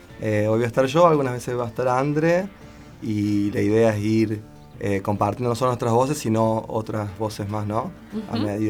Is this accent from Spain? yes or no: no; Córdoba, Argentina; vengo de Córdoba.